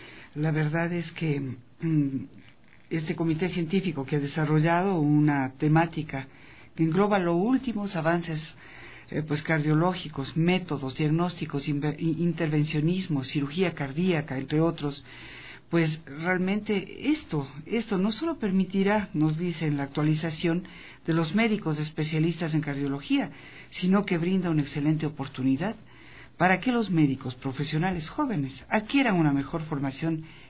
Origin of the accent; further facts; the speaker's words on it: Ecuador; no lo digo solamente porque soy ecuatoriana